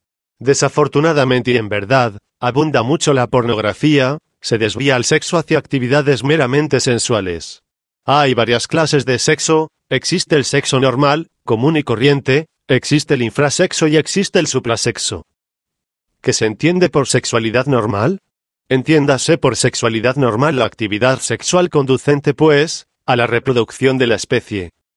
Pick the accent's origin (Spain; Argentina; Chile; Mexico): Mexico; Michoacán; also born or lived in Mexico City; Yo soy de Cotí, Michoacán, he vivido, más que todo, en otros lugares del Distrito Federal, he viajado también por algunos lugares fuera de nuestro país